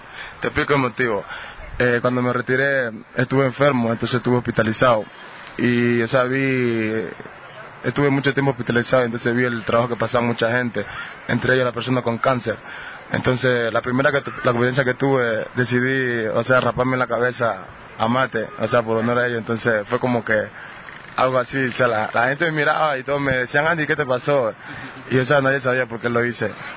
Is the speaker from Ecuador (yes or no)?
yes; Río Verde, Esmeraldas, Ecuador; born there; Nací en el cantón de Río Verde, en la provincia de Esmeralda. O sea, nací en un barrio humilde, pobre